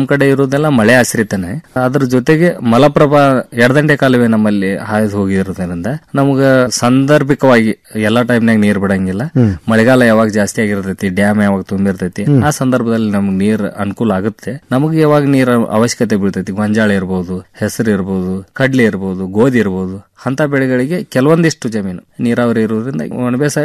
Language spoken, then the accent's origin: Kannada; Morab, Karnataka, India; ನಾವು ಮೂಲತಃ ಧಾರವಾಡ ಜಿಲ್ಲಾ ನವಲಗುಂದ ತಾಲೂಕು ಮೊರಬು ಗ್ರಾಮದ